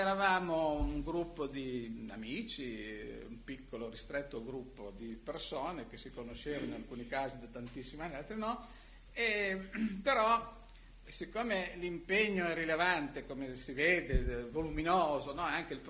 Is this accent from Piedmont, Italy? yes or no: yes; Piedmont, Italy; Io sapevo, io sono piemontese, sapevo delle sue vicende politiche.